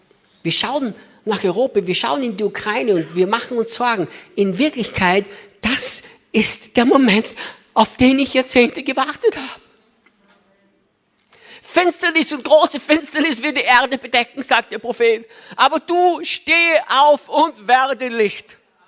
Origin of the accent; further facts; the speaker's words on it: Austria; moved away as an adult; now in United States; als Gott uns damals von Österreich nach Amerika schickte